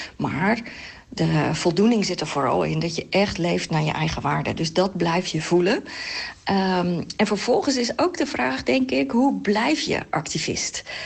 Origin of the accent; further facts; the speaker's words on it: Katwijk, South Holland, Netherlands; In mijn geval, ik groeide op in Katwijk.